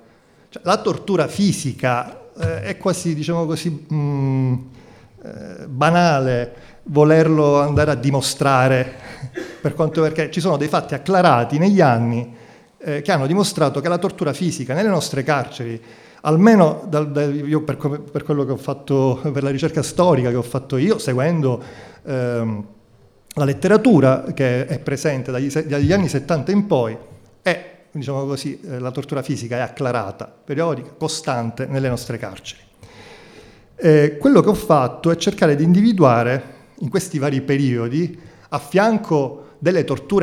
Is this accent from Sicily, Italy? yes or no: yes; Palermo, Sicily, Italy; Io sono andato via da Palermo, io sono palermitano, all'indomani delle stragi di mafia, per andare a studiare fuori e poi tornare a casa